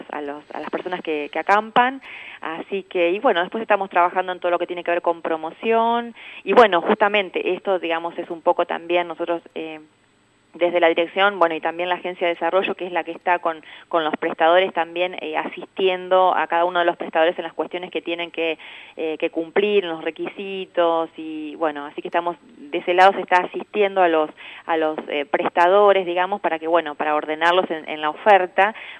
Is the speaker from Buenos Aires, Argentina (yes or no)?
yes; Sierras Bayas, Buenos Aires, Argentina; Yo soy de Sierras Bayas